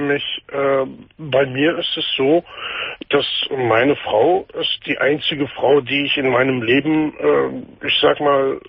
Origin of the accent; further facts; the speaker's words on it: Palestine; now in Germany; Das ist Palästina.